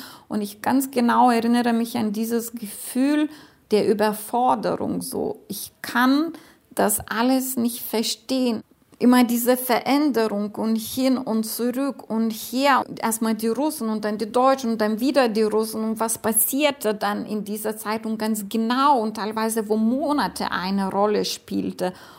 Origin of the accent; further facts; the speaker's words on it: Lithuania; Ich habe immer gesagt, ich komme aus Litauen.